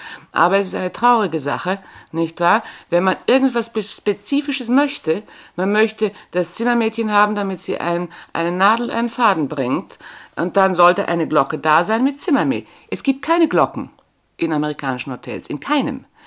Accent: Bavaria, Germany; accent: Bavarian; ich kann schon noch das Bayerische, gell? Sie kann schon noch, aber merken tut man es nicht mehr. Ich bin also eine bayerische Landperson

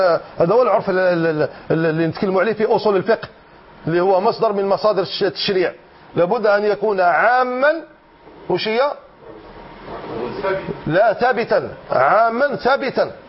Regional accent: Algeria; احنا رانا اولاد الجزائر

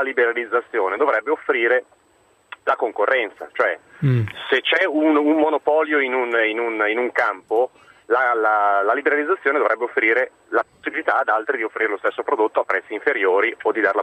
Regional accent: Milan, Lombardy, Italy; io parlo per Milano perché sono di Milano e conosco la realtà di Milano.

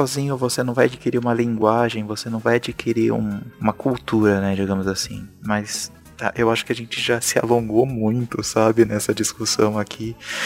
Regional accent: Sorocaba, São Paulo, Brazil; a gente é de Sorocaba.

